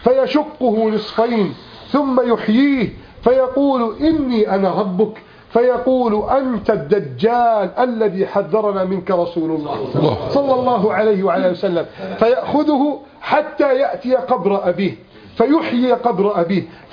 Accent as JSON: {"language": "Arabic", "country": "Egypt", "said": "اللهم احفظ بلدنا مصر من كيد الكائدين"}